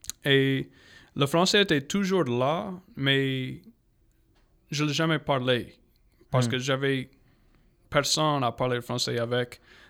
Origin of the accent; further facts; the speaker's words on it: Prairie Ronde, Louisiana, United States; now in Lafayette, United States; Moi, je viens de déménager à Lafayette, en fait. … Et je viens de La Prairie-Ronde. C'est une petite ville, ou village, plutôt près des Appaloosas. et toujours dans la paroisse Saint-Landry, mais ma famille, ça vient de la paroisse Acadie.